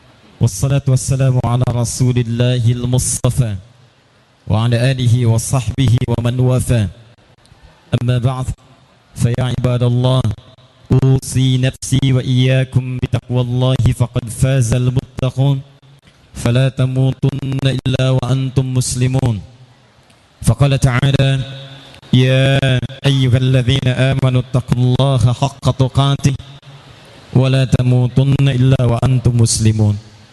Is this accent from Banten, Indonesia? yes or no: yes; Banten, Indonesia; born there; saya yang lahir di Banten ini punya tali persaudaraan dari sisi sejarah dengan Bengkulu.